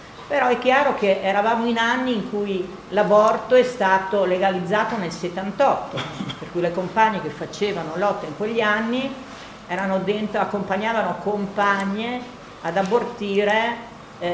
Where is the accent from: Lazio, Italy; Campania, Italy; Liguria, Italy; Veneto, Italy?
Veneto, Italy; Vicenza; non sono bolognese, sono una vicentina e appartengo a quella parte dell'autonomia operaia vicentina processata col 7 aprile